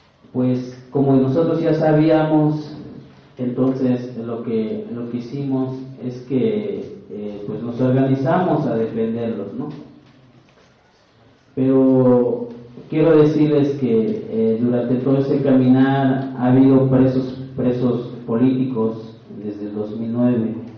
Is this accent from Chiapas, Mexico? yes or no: yes; Bachajón, Chiapas, Mexico; Spanish is a second language; Sebastián Bachajón, un pueblo indígena central. Es uno de los ejidos más grandes. Se ubica geográficamente en la zona norte.